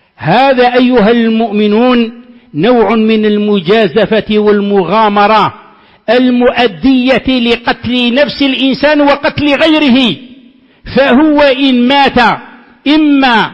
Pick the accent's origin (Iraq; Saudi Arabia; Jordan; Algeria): Algeria; ولا سيما عندنا في الجزائر